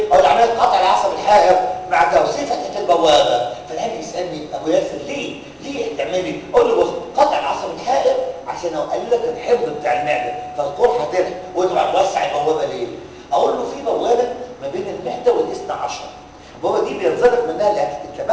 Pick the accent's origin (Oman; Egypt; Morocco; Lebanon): Egypt; اللي بيستخدم عندنا في مصر هي واحده بس،